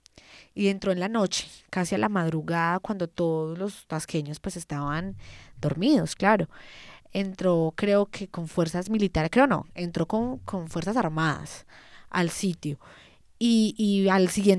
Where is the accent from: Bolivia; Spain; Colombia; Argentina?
Colombia; es lamentable que nosotros como colombianos no tengamos conciencia de la importancia de estas cosas